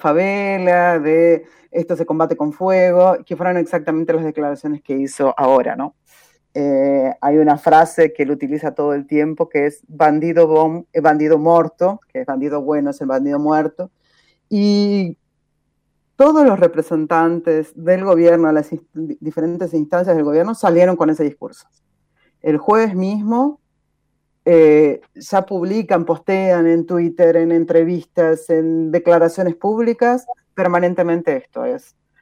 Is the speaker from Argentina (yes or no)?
yes; Argentina; now in Brazil; yo soy argentina, obviamente, como da para ver, vivo acá hace 6 años